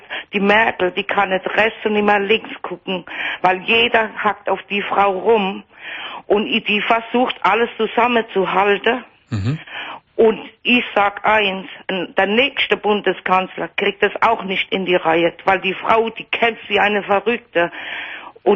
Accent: Germany; Ja, da wohne ich. Und ich bin als Deutsche sehr, sehr gut aufgehoben bei denen.

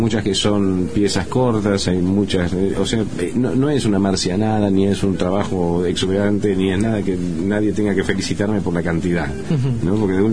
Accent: Argentina; Nunca me acuerdo que soy argentino.

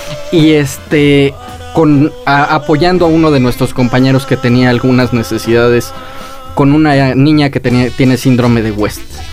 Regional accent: Mexico; demuestran los valores de nosotros como mexicanos, que los mexicanos podemos, somos solidarios

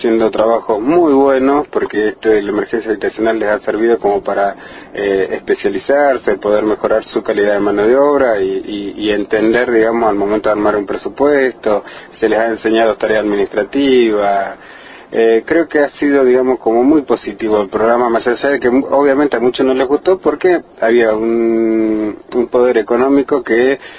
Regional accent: Argentina; es la salida que estamos buscando como los argentinos

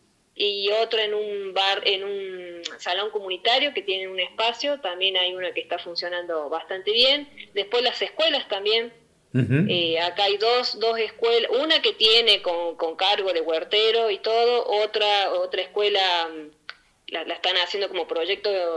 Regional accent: Córdoba, Argentina; moved away; Yo soy de Córdoba, hace 15 años que estoy acá en la zona.

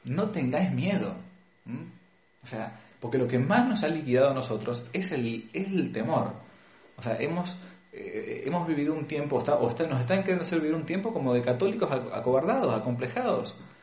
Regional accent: Argentina; que uno había recibido cuando era chico, por ejemplo, en Argentina, ¿no? En Hispanoamérica.

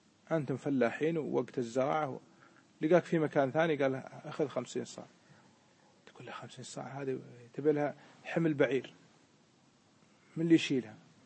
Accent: Kuwait; مثل ما حصل عندنا في الكويت قبل الغزو

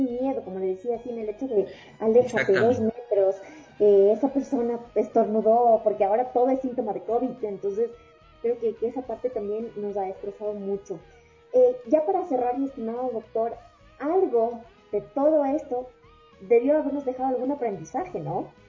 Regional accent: Ecuador; nosotros como ecuatorianos, ¿no?, que somos muy de familia, muy de amigos, muy de hacernos amigos en todo lado

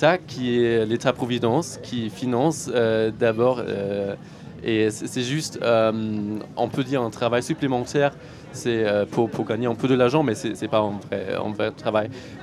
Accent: Germany; Chez nous, en Allemagne, en 2005, c'était plutôt de réduire le taux de chômeurs.

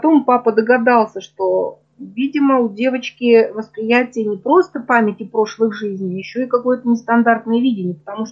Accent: Urals, Russia; born there; Родилась на Урале.

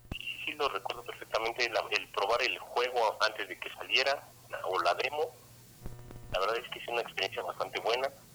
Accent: Mexico; soy de aquí de México.

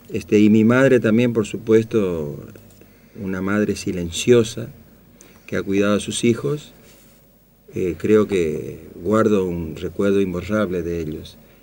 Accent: Goya, Corrientes, Argentina; also born or lived in Formosa; estábamos en el campo prácticamente, y vinimos a Goya, siendo muy chiquito. Yo no me acuerdo de mis vivencias en Goya. Entonces, Goya es Corrientes, es una ciudad de la provincia de Corrientes. Y bueno, mi infancia y mi adolescencia la pasé ahí

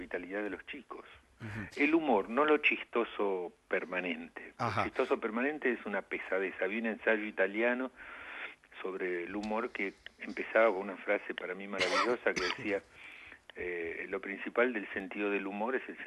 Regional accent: Argentina; Como buen argentino

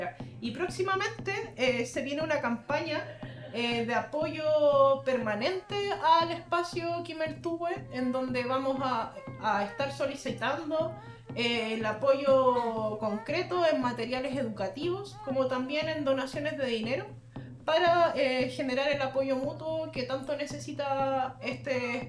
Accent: Chile; es algo que a nosotros, como chilenos, entre comillas lo digo, nos han hecho desconocer

